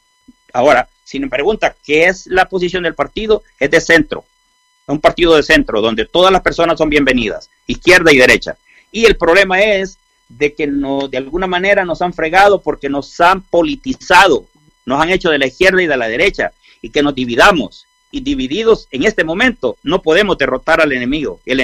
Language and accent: Spanish; San Miguel, El Salvador; born there; Porque yo vengo de la pobreza, yo nací en San Miguel.